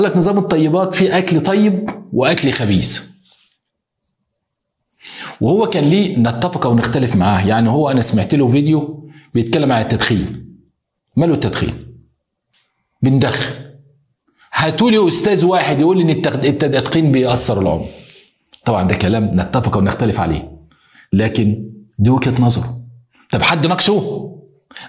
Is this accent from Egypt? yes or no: yes; Egypt; احنا عندنا في مصر على فكرة اساتذة كبار